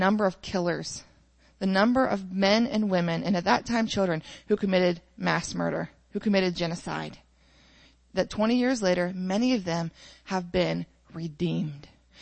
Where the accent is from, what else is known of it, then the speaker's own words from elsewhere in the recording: Greenville, Ohio, United States; You know, I was raised in Greenville, Ohio, a little farm town.